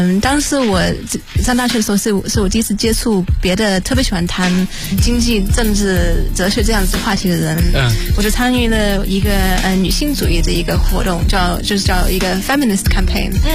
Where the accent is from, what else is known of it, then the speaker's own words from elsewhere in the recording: United Kingdom; 因为我在英国长大，很少有中文歌